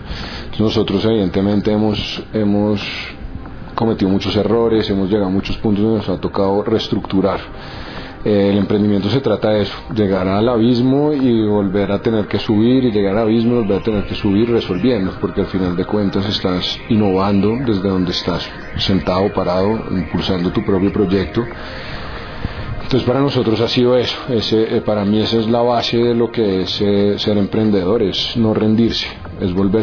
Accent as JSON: {"language": "Spanish", "country": "Colombia", "said": "nosotros como colombianos somos emprendedores"}